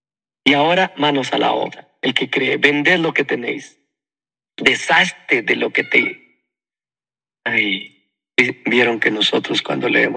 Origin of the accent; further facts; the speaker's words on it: Guatemala; Lo que más buscan las personas aquí en mi país, los que laboran, es estar asegurados con el ICSS, el Instituto Guatemalteco de Seguridad Social.